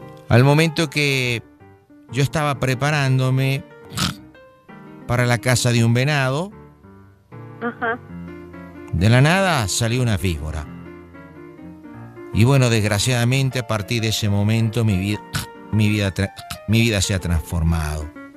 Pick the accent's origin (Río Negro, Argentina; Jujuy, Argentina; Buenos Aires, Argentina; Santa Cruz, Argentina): Buenos Aires, Argentina; now in Canada; Y bueno, yo nací en Buenos Aires, soy porteño.